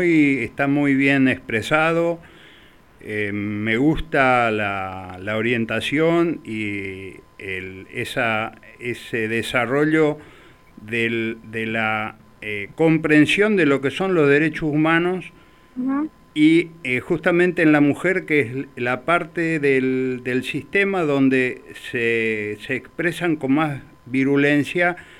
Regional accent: Paraguay; lo que están haciendo, por ejemplo, en mi país, en Paraguay

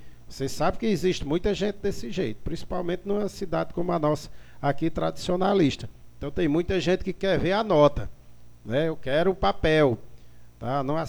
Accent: Salitre, Ceará, Brazil; mas gastar eu vou gastar lá em Salitre, entendeu? Eu vou gastar lá na minha terra

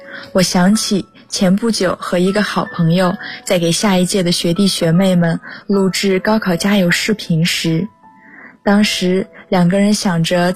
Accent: Hangzhou, Zhejiang, China; now in Nanjing, China; 来自浙江杭州，我在南京大学，距离我的家乡286公里

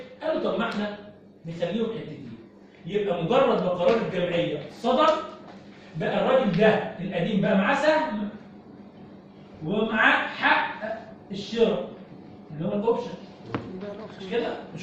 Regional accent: Egypt; اللي موجود عندنا في مصر حاليا

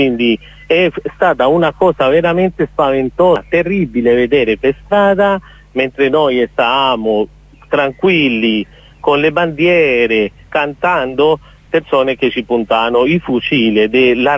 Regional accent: Cali, Valle del Cauca, Colombia; Italian is a second language; io che sono di Cali, tu che la conosci, per noi è molto importante, una maglietta, fa parte della nostra cultura, che si chiama la guayabera

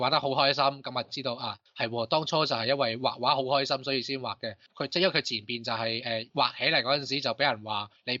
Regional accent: Hong Kong; 即系我哋香港人第一样谂系梗系

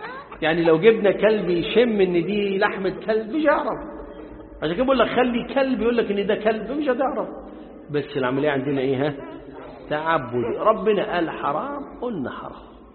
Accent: Upper Egypt, Egypt; ما انا صعيدي زيكم

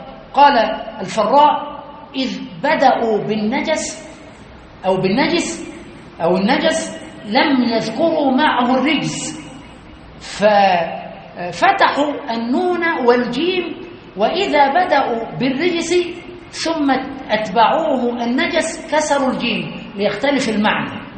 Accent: Egypt; كما يقال عندنا في مصر الكوكتيل

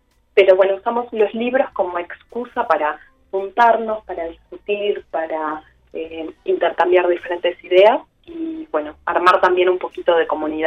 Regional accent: Montevideo, Uruguay; moved away; Yo me vine de Montevideo y, bueno, soy licenciada en letras y profesora.

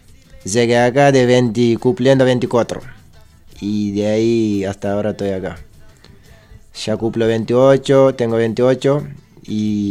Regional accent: Senegal; Spanish is a second language; now in La Plata, Argentina; somos unos grupos de Senegal que está en La Plata.

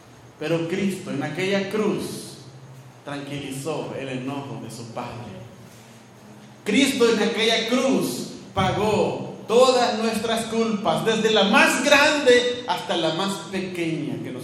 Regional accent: El Salvador; así como vicentinos, salvadoreños como ustedes y nosotros

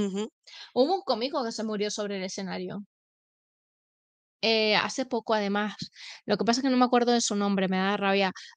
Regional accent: Spain; Soy súper española.

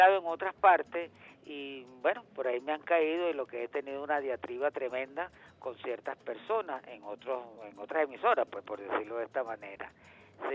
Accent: Venezuela; el orgullo de ser venezolano es llevar ante el mundo con orgullo el decir yo soy venezolano ante todo el mundo.

